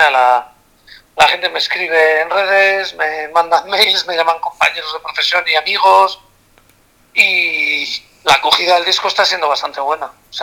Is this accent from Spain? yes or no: yes; Santander, Cantabria, Spain; en mi tierra, en Santander.